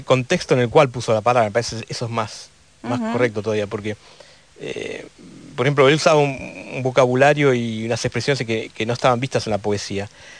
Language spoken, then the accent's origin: Spanish; United States; Me crié en Estados Unidos y vine de vacaciones una vez en el año 90